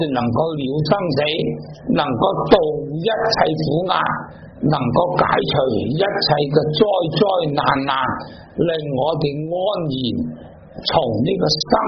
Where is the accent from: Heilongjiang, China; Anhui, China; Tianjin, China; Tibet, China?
Tibet, China; 就好像我们西藏人，我们对那些屋契对那些债券对那些股票尊重呢